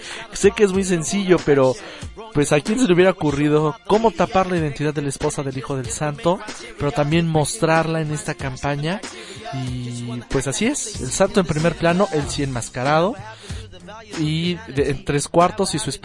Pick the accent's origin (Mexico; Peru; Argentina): Mexico; pues a nosotros como mexicanos, pues sí, a nivel nacional